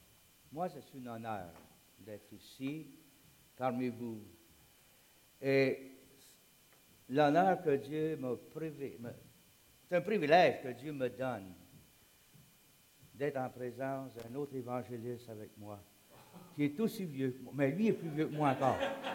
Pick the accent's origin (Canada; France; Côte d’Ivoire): Canada; Sherbrooke, Quebec; Et puis moi, je viens de Sherbrooke.